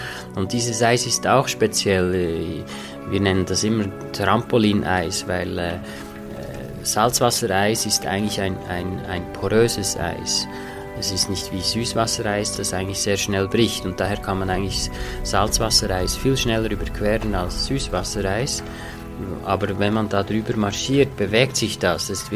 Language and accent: German; Interlaken, Bern, Switzerland; Und dann bin ich eigentlich natürlich prädestiniert durch den Ort, wo ich aufgewachsen bin. Interlaken liegt mitten im Zentrum der Schweizer Alpen